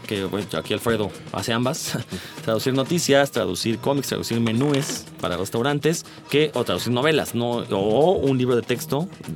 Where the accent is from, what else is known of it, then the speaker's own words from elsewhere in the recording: Mexico City, Mexico; así los capitalinos somos minoría aquí.